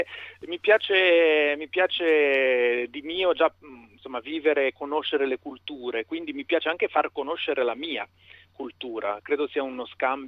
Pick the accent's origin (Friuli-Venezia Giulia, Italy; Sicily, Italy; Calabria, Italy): Friuli-Venezia Giulia, Italy; Udine; moved away; io sono udinese, sono nato e cresciuto a Udine, anche se poi metà della mia famiglia viene dal sud, sono insomma un sangue misto.